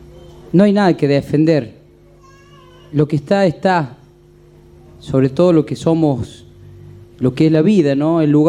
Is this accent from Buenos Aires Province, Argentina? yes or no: no; Villa Dolores, Córdoba, Argentina; born there; nací en Villa Dolores, ciudad de mis amores, y habitante de todo el Valle de la Sierra, y ahora ya ciudadano de la Sierra, pues he vivido también en Parabachasca